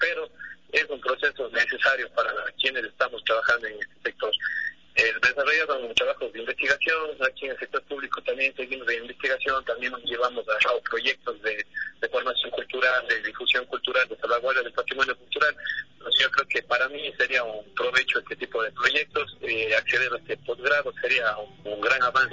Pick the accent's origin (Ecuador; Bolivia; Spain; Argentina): Ecuador; Cuenca, Azuay; yo soy de Cuenca, de La Suárez, pero trabajo en Loja.